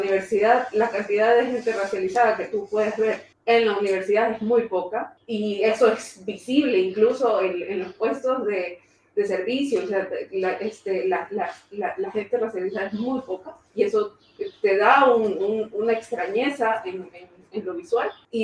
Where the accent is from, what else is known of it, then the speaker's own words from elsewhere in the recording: Guayaquil, Guayas, Ecuador; moved away as an adult; now in Bilbao, Spain; vengo de Guayaquil, soy artista visual y también estudio producción editorial.